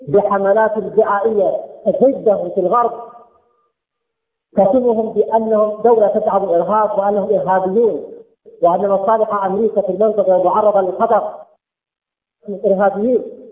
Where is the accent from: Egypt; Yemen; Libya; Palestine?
Yemen; نحن يمنيين وهم سعوديين